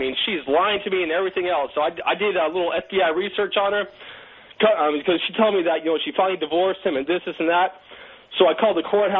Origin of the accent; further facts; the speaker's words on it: Puyallup, Washington, United States; now in South Korea; because I'm from Puyallup, she's from Fort Angeles.